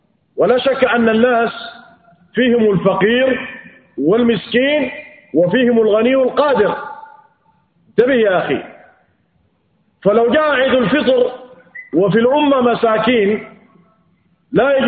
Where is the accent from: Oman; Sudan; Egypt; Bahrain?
Sudan; بالمعيار الذي يتعارف عليه أهل بلادنا السودان